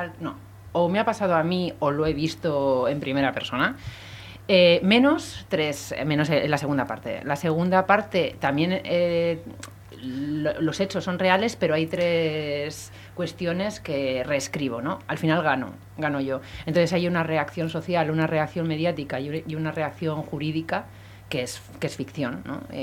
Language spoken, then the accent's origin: Spanish; Bilbao, Basque Country, Spain; Soy de Bilbao. De Iturribide.